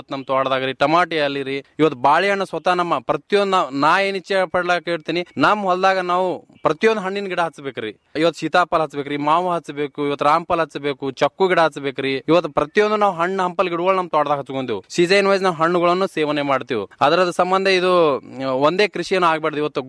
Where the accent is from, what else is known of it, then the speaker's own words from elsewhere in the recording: Almel, Karnataka, India; ನಾನು ಆಲ್ಮೇಲ್ದವನು.